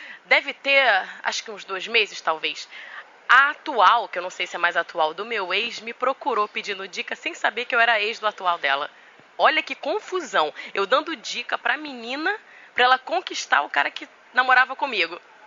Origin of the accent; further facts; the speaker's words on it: Maceió, Alagoas, Brazil; now in Rio de Janeiro, Brazil; Eu sou de Maceió, não sei se já te falei isso. Já, algumas pessoas que veem meus vídeos já viram que eu sou de Alagoas, mas moro no Rio há muitos anos.